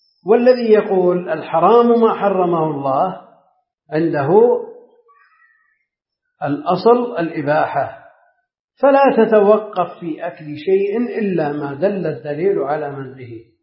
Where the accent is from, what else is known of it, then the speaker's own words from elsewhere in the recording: Najd, Saudi Arabia; هي معروفة عندنا في نجد باسم السقنقور